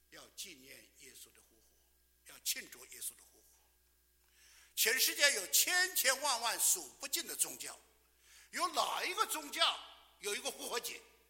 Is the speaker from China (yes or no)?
yes; China; 尤其我们来自中国大陆的人，这个自从改革开放以后啊，你看看，天天在1日千里的猛进中，天天在改变，我们的国家在改变。